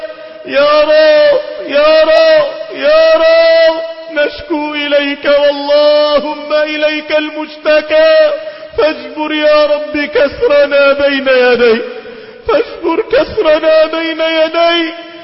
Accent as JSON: {"language": "Arabic", "country": "Egypt", "said": "اللهم اجعل بلادنا مصر بلد أمن وأمان واستقرار"}